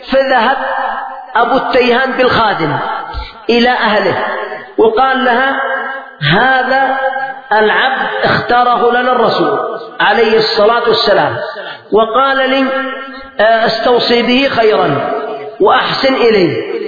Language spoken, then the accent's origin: Arabic; Yemen; يعني مثلا عندنا في اليمن أناس